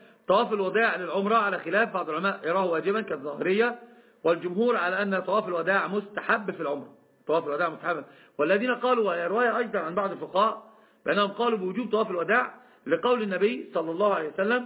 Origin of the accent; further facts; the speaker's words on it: Alexandria, Alexandria Governorate, Egypt; عندنا في الإسكندرية مثلا إذا منهور في حوالي 45 كيلو